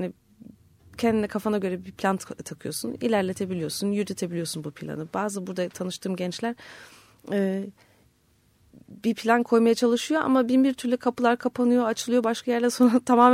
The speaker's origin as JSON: {"language": "Turkish", "country": "Germany", "tie": "born or raised there", "said": "Yani normalde şimdi ailem 73'te Almanya'ya gitti. Ondan sonra da işte ben de orada doğdum büyüdüm falan. Tatil için falan geliyorduk normalde."}